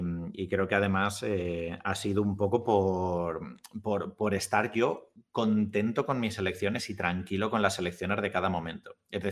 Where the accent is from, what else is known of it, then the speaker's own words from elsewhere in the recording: Albacete, Castilla-La Mancha, Spain; soy de Albacete, tampoco he tenido mucha elección durante toda mi infancia y adolescencia